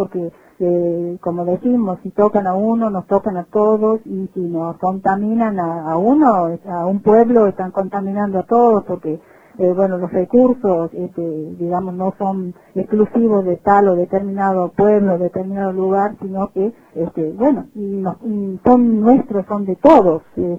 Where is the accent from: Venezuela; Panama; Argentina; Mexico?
Argentina; Catamarca; Ya no sé qué nos queda como pinamarqueños, como catamarqueños, como argentinos